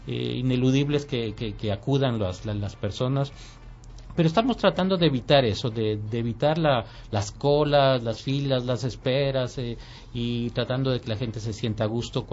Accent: Ecuador; Pero no podemos nosotros como ecuatorianos actuar como árbitros

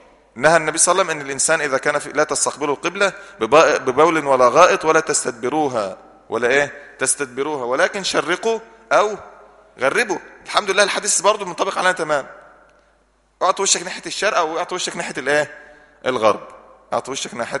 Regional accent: Egypt; قبلتنا سهلة خالص، في مصر قبلتها من ناحية الجغرافيا والاتجاهات الأربعة

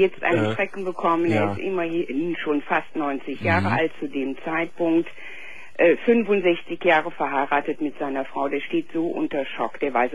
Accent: Cologne, North Rhine-Westphalia, Germany; Ich bin also, wie gesagt, 52. Ich bin Kölnerin.

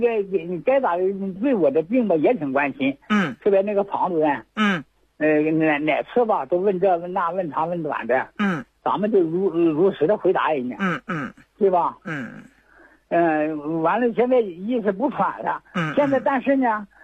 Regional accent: Chaoyang, Liaoning, China; 我是辽宁朝阳城市人。

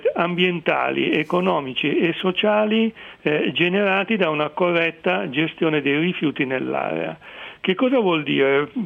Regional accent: Milan, Lombardy, Italy; Non lo dico perché sono di Milano, ma perché è la realtà

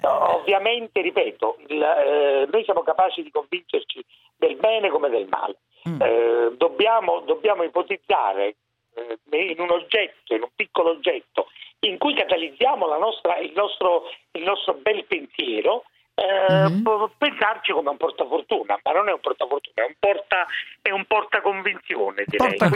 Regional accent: Naples, Campania, Italy; Quindi, essendo napoletano, mutuo dall'essere napoletano tutti gli atteggiamenti.

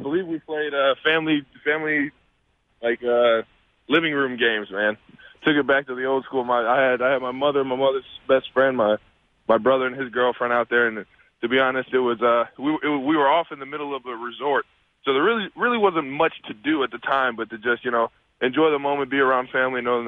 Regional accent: Cleveland, Ohio, United States; I mean, I'm from Cleveland, so I kind of peek at everything that goes on out there

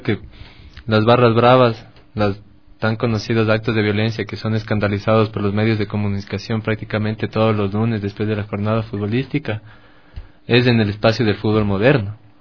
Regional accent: Bogotá, Colombia; yo soy de Ciudad Bolívar

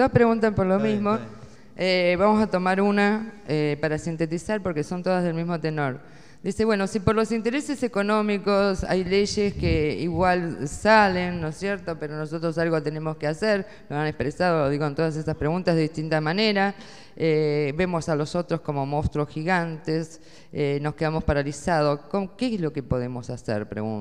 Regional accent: Buenos Aires, Argentina; Buenos Aires, qué vergüenza me da, y soy porteña

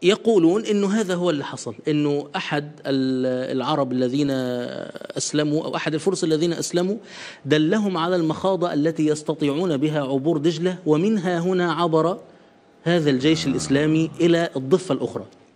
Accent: Egypt; إلى مدينة في أرض فارس اسمها مدينة حلوان، شبه اللي عندنا في مصر.

